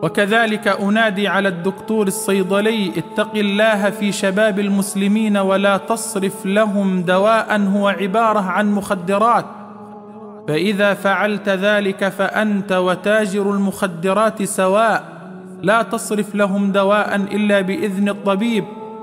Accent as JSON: {"language": "Arabic", "region": "Upper Egypt", "country": "Egypt", "said": "عندنا في الصعيد يقولون"}